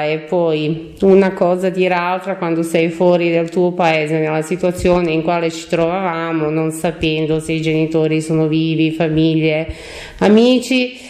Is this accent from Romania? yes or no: no; Mostar, Federation of Bosnia and Herzegovina, Bosnia & Herzegovina; Italian is a second language; now in Italy; Ok, allora io arrivo, sono cittadina croata, però arrivo da Mostar, che si trova in Bosnia e Erzegovina, ex Jugoslavia